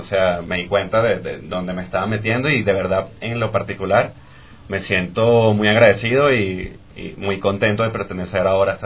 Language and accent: Spanish; Venezuela; now in Quito, Ecuador; Yo vengo de Venezuela. Sinceramente, me mudé a Guayaquil, estuve allá viviendo un par de años, mudé para Quito hace como 2 meses más o menos